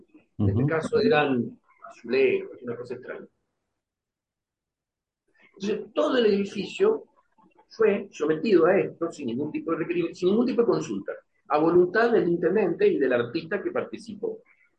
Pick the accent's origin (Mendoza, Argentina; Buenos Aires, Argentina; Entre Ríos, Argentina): Mendoza, Argentina